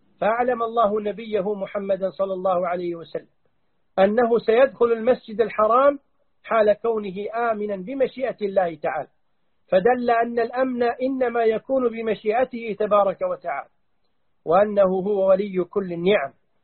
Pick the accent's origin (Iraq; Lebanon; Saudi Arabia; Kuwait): Kuwait; ونحن ولله الحمد نعيش في الكويت بأمان، نسير من بلدنا الكويت